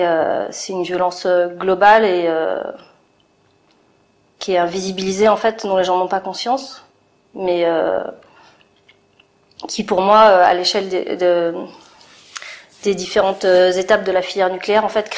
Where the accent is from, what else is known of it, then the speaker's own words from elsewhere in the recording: Paris, Île-de-France, France; born there; now in Meuse, France; J'ai 45 ans. Je suis née à Paris. Je suis dans la Meuse depuis 2 ans, je crois.